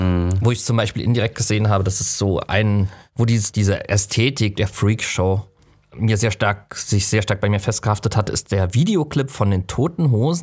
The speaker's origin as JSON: {"language": "German", "region": "Southwest Germany", "country": "Germany", "said": "ich komme ja aus dem Südwesten und im Südwesten gibt es ja eine starke Rummel-Jahrmarkt-Tradition."}